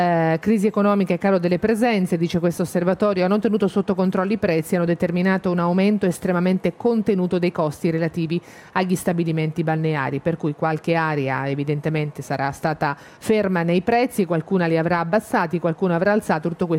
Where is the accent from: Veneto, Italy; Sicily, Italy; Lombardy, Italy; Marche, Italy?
Marche, Italy; sono marchigiana, frequento quella spiaggia là da tutta la vita